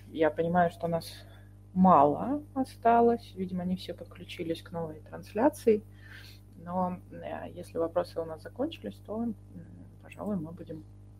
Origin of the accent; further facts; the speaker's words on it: Russia; Да, я из России, как видите.